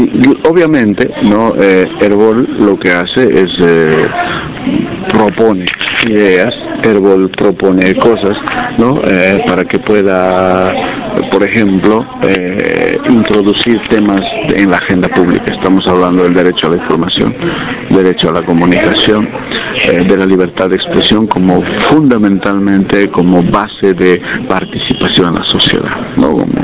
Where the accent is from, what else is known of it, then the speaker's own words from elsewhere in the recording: Bolivia; soy de Bolivia